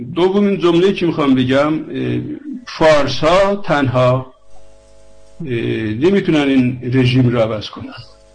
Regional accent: Iran; moved away; ایران چه بودیم تا دیپلم فارسی خوندیم، دانشگاهش انگلیسی خوندیم، بعدم اومدیم چه اروپا، اونم در زبان مادری نبود

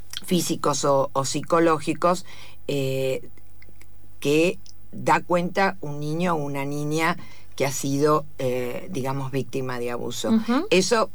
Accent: Argentina; eso también hace que se dimensione más nuestro trabajo. Uh-huh. como argentinas.

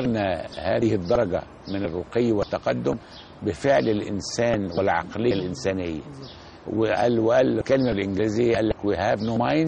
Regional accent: Egypt; أنني كمصري كنت قد ساهمت ولا زلت أساهم في بعض المشروعات القومية

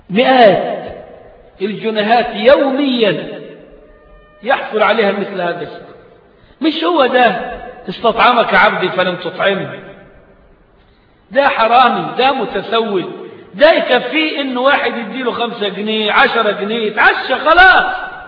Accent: Egypt; عشان صورتنا كمصريين بره وحشة قوي

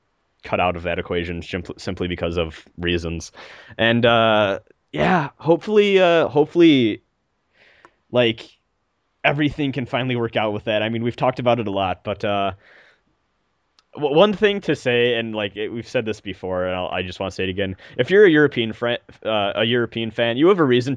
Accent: Germany; English is a second language; I'm from Germany

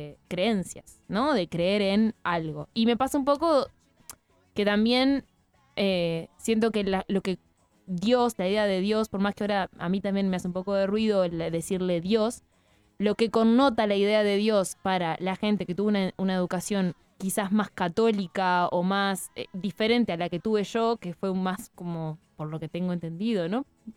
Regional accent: Valdense, Colonia, Uruguay; Ese es el himno de mi pueblo, chiquilines.

